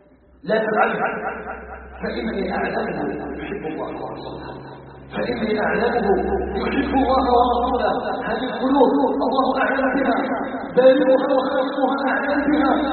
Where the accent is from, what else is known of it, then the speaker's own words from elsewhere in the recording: Algeria; اسأله جل وعلا أن يجعل بلدنا الجزائر بلدا آمنا مطمئنا